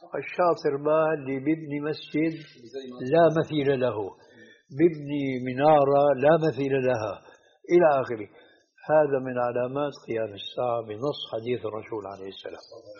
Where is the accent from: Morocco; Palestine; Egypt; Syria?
Syria; هذه عندنا في الشام تسمى بالصاية